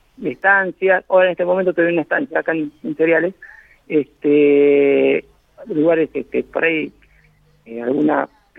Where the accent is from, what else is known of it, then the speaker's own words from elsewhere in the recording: Miguel Riglos, La Pampa, Argentina; Empecé trabajando en mi pueblo, que es de Miguel Ringo